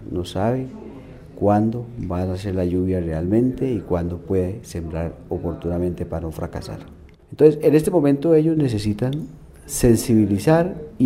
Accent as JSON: {"language": "Spanish", "region": "Santander", "country": "Colombia", "said": "soy santandereano."}